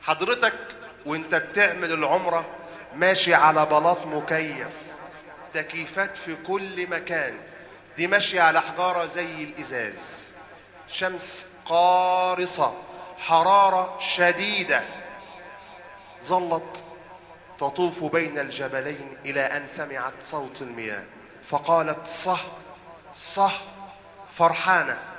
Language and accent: Arabic; Egypt; اللهم اجعل بلدنا مصر أمنا أمانا